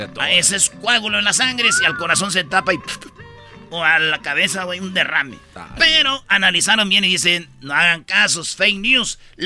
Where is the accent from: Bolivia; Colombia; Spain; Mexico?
Mexico; ¡Claro! ¡Somos mexicanos!